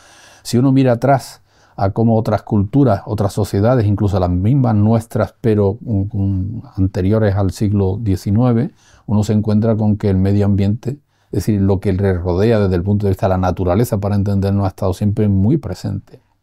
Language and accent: Spanish; Andalusia, Spain; born there; nací en un pueblo del norte de la provincia de Granada, pueblo campesino, muy poco vinculado a los tópicos del latifundio de Andalucía